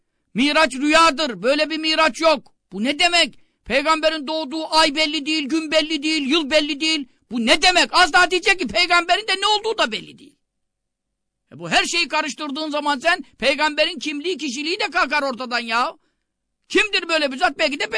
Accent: Görele, Giresun, Turkey; Ama bak ben Karadenizliyim. Göreleliyim.

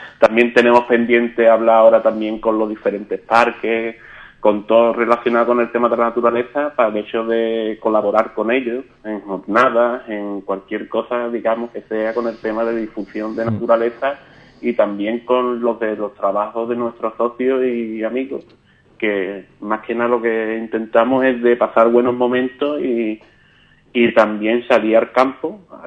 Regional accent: San José del Valle, Andalusia, Spain; Yo soy de San José del Valle

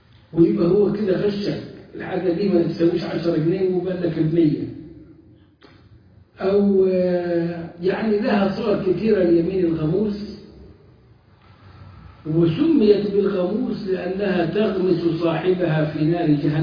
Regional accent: Upper Egypt, Egypt; يعني عندنا في الصعيد تجار البهائم

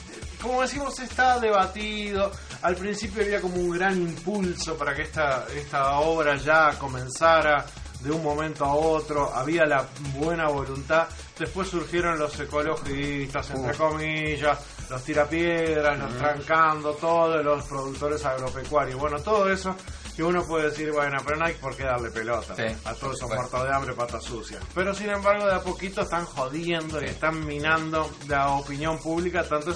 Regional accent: Uruguay; Lo que nos duele a nosotros como uruguayos es la vergüenza de que esta noticia, de estas sanciones, trasciendan.

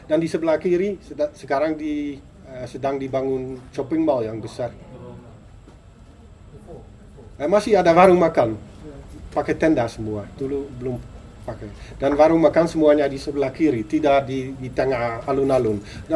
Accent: Netherlands; Indonesian is a second language; Kita orang Belanda

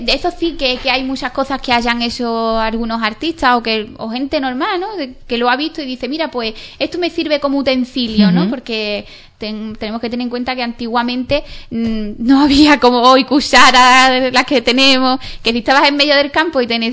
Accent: Ubrique, Andalusia, Spain; moved away; yo he estado muchos años fuera y yo siempre he llevado mi pueblo por bandera. Entonces también era como que Ubrique pertenece al Parque Natural de los Alcornocales, ¿no?

